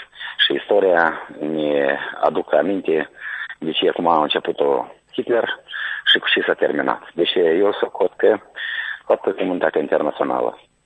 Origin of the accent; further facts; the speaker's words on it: Căușeni, Căușeni District, Moldova; de la Căușe.